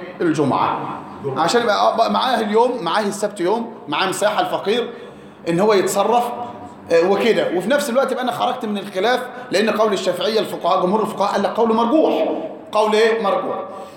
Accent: Egypt; غالب قوت البلد عندنا في مصر ايه؟ الرز

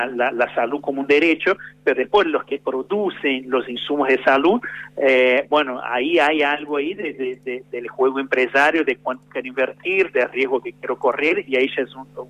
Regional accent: Brazil; yo que soy de Brasil, puedo decir con mucha propiedad que venís a una temperatura media de 35 grados, 36 grados, por lo menos donde vivía yo

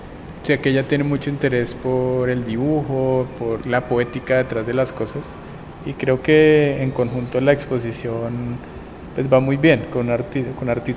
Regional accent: Bogotá, Colombia; soy artista de Bogotá.

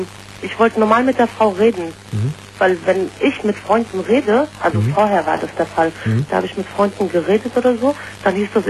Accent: Turkey; ich bin Türkin.

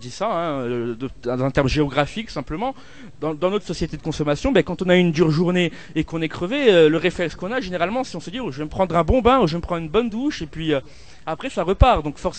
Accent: Corsica, France; je suis pas de Paris, je suis corse, moi.

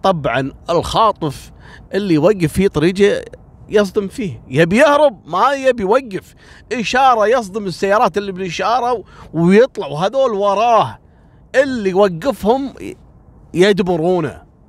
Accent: Kuwait; هذا رايح إلى منطقة عندنا في الكويت اسمها الأندلس

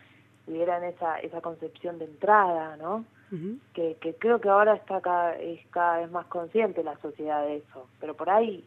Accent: José Mármol, Buenos Aires Province, Argentina; yo soy de José Mármol, uh-huh. pero en ese momento yo ya estaba viviendo en Capital Federal

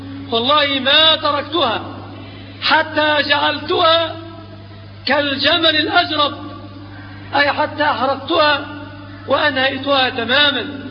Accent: Egypt; في بلادنا مصر أوثان وأنصاب وأثلاث

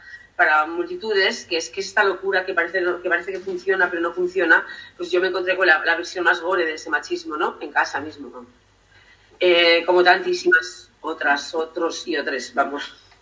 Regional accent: Errenteria, Basque Country, Spain; transcurren en Rentería, ¿no? Pues donde yo me crié, en Capuchino, cuando era pequeña.

